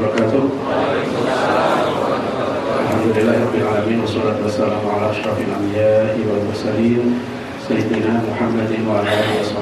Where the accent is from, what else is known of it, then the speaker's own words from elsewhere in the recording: Depok, West Java, Indonesia; Saya nggak ikut campur, saya orang Depok.